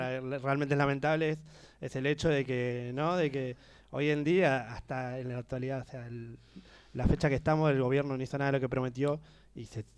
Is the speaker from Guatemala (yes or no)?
no; Argentina; Entonces, yo también soy argentino